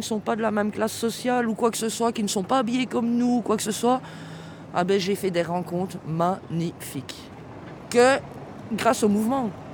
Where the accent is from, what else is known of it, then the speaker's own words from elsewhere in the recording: Belgium; je suis active dans mon pays principalement parce que je suis belge